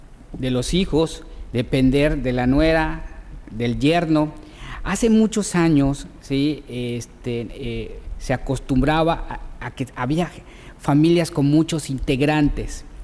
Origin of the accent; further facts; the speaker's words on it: Mexico; Nosotros como mexicanos a veces nos dificulta